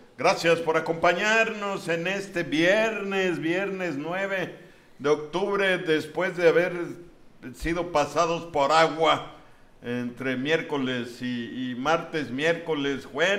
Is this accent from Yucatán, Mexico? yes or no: yes; Chicxulub Pueblo, Yucatán, Mexico; como decimos nosotros acá en Mérida, o acá en mi pueblo, en Chicxulub pueblo.